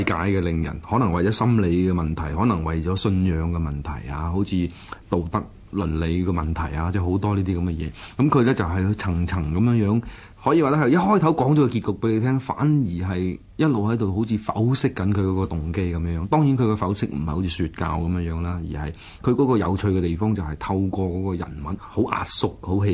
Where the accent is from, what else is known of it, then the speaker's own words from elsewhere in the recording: China; 嘅意義喺我哋中國人嚟講，或者東方唔係咁緊要